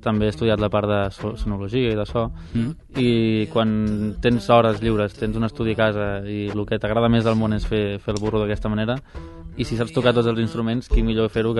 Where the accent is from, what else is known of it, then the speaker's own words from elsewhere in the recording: Catalonia, Spain; I això a mi com a català em molestava, no?